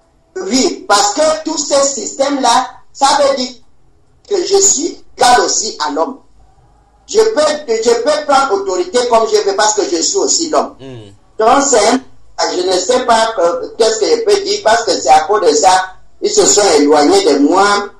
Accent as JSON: {"language": "French", "country": "Gabon", "said": "Comment je ne dis pas les gens que je suis venu du Gabon"}